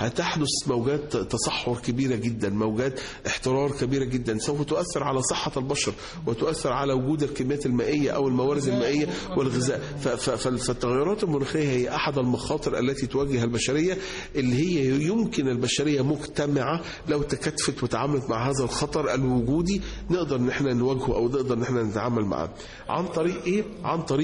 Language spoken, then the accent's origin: Arabic; Egypt; moved away as an adult; now in United States; انا اتربيت هنا في مصر، انا طالع من مصر وانا عندي 22 سنه او 21 سنه، فانا عشت 20 سنه من عمري في مصر، وبقيت بقى اكتر من 25 سنه يعني عايش بره في امريكا، ولكن يعني الجذور المصريه او الروتس المصريه ما زالت موجوده